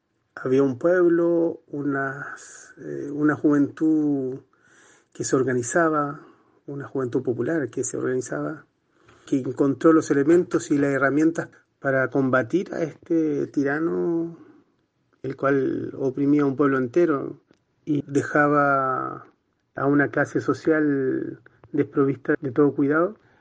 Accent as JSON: {"language": "Spanish", "country": "Chile", "said": "Antemano doy un saludo fraterno a todo mi pueblo querido de Chile."}